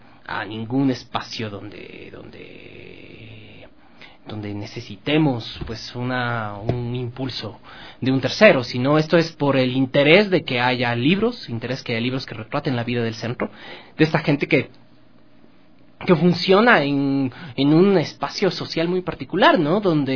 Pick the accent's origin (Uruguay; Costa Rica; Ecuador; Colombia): Ecuador; Quito, Pichincha; yo nací y crecí en La Trola, el centro histórico de Quito, y siempre ha sido mi entorno natural.